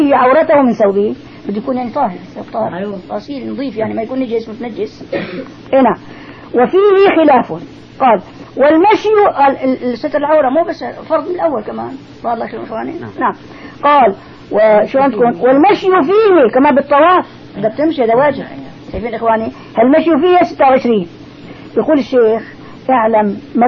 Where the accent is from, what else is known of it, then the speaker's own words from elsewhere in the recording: Damascus, Damascus Governorate, Syria; والعادي نحن عندنا بدمشق